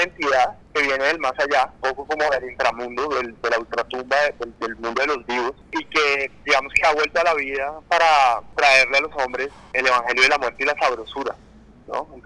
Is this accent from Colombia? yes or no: yes; Colombia; cómo entenderse más bien como colombianos de esta generación y de este tiempo